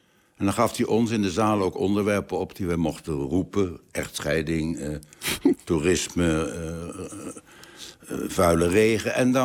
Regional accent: The Hague, South Holland, Netherlands; We spraken een keurig Nederlands. Mijn vader was beeldend kunstenaar en tekenleraar. Mijn moeder kwam uit een keurige Haagse familie. Dus ik ben opgegroeid met het nette, gewone, gemiddelde Haags.

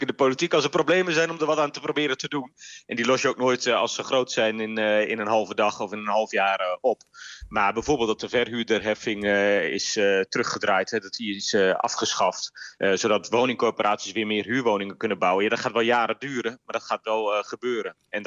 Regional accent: Groningen, Netherlands; Ik ben een geboren en getogen Groninger.

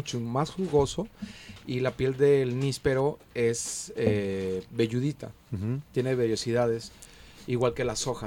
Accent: Juanacatlán, Jalisco, Mexico; para toda la gente bonita de mi pueblo y de mi rancho, Juanacatlán y San Antonio.

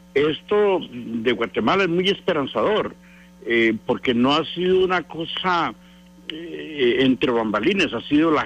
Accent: Costa Rica; Yo como costarricense debo recordarle que 3 expresidentes nuestros han sido señalados y acusados e incluso encarcelados por razones similares

